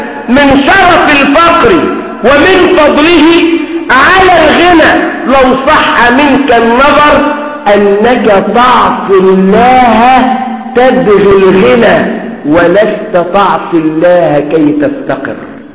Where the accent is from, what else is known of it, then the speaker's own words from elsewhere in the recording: Egypt; اللي احنا بنسميها كمصريين اتكرع يعني